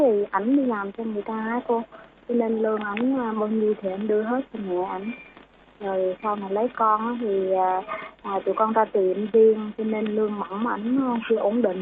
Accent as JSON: {"language": "Vietnamese", "region": "Bình Thuận", "country": "Vietnam", "tie": "born or raised there", "said": "Quê con ở Bình Thuận cô."}